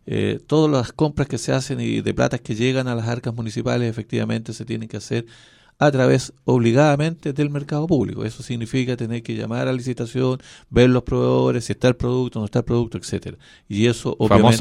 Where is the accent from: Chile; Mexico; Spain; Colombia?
Chile; Pero claro, pues, si somos chilenos.